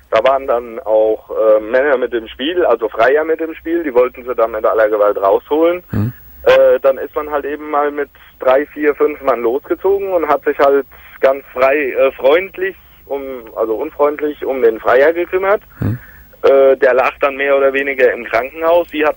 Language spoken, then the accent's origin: German; Hesse, Germany; ich komme so aus dem Großraum Frankfurt am Main.